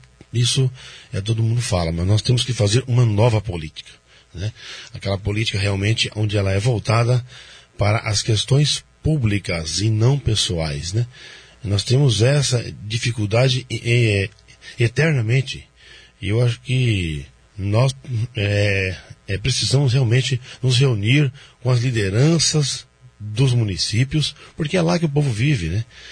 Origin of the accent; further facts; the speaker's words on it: Foz do Iguaçu, Paraná, Brazil; born there; eu nasci em Foz do Iguaçu, sou de 76, né?